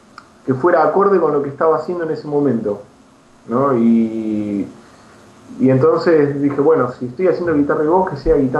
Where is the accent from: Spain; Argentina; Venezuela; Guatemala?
Argentina; La Plata, Buenos Aires Province; now in Buenos Aires, Argentina; Pero bueno, también cuando me vine a Buenos Aires, yo soy de La Plata, ¿no?